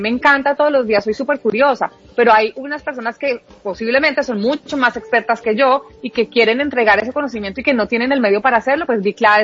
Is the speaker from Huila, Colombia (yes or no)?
yes; Huila, Colombia; now in Bogotá, Colombia; vengo de Huila.